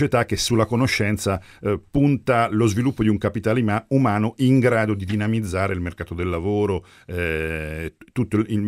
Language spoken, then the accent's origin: Italian; Castelfidardo, Marche, Italy; Vengo da un paese che si chiama Castelfidardo, conosciuto nel mondo per via della musica e delle fisarmoniche, quindi vengo dalle Marche, la provincia di Ancona.